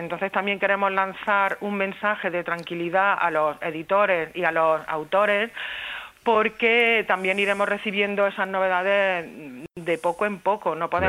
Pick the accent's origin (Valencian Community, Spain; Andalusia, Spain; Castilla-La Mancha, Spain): Andalusia, Spain; Úbeda; moved away as an adult; now in Zaragoza, Spain; Bueno, yo soy de emigración interior. Yo me vine a estudiar desde Jaén, desde Úbeda